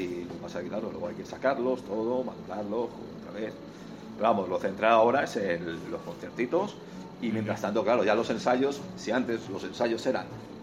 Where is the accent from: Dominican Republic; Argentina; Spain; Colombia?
Spain; Nosotros somos de España